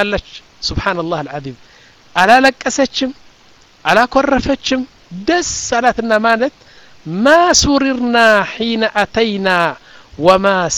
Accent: Mendefera, Southern Region, Eritrea; አሁን መንደፈራ የምትባለው ከተማ እኔ ያደኩባት 50 ሺህ ሰዎች ያሏት ነው ዋና ከተማ አይደለችም ያኒ ትንሽ ከተማ ነች እዛ ነው ያደኩት

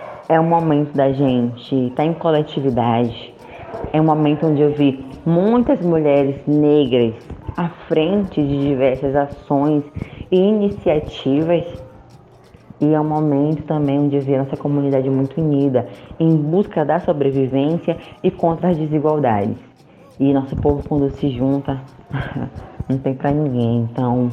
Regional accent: São Luís, Maranhão, Brazil; eu sou cria do Coroadinho, né? Um bairro periférico aqui de São Luís do Maranhão

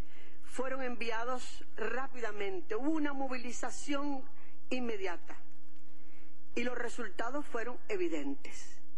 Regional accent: Cuba; como cubanos, como patria

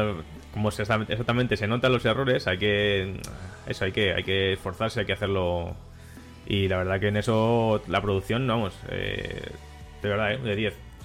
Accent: Madrid, Community of Madrid, Spain; Yo es que soy de Madrid, pero como si no fuera.

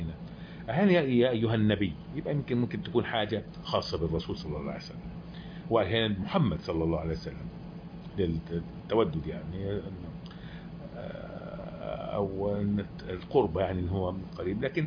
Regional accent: Egypt; واحنا طبعا كمصريين بنقول انه لا

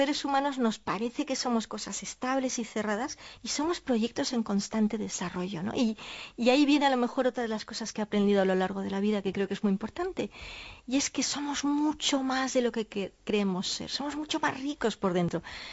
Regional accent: Catalonia, Spain

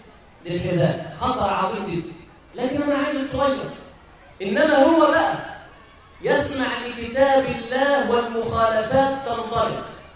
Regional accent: Egypt; دخلت مره في مكان عندنا في مصر بيسموه المضيافه.

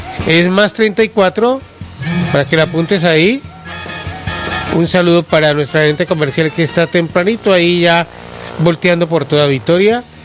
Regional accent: Valle del Cauca, Colombia; Esa es mi tierra bonita, mi tierra hermosa, mi Valle del Cauca

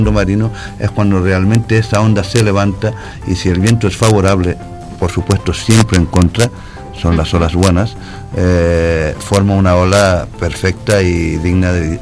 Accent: Canary Islands, Spain; en mi tierra hay una derecha que mucha gente la considera la mejor derecha de Europa.

